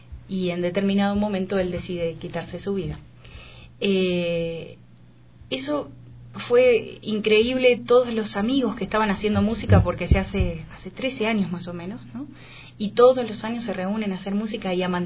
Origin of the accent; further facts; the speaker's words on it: Dudignac, Buenos Aires Province, Argentina; born there; obviamente soy argentina, nacida en un pueblo que se llama Dudignac, en la provincia de Buenos Aires